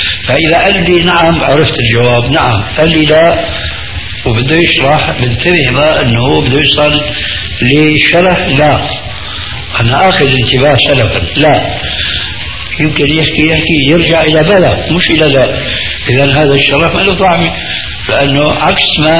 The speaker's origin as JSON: {"language": "Arabic", "country": "Syria", "said": "انا باعتباري سوري يعني اخذت علوة من سوريا لكنها طيبة غير مضرة"}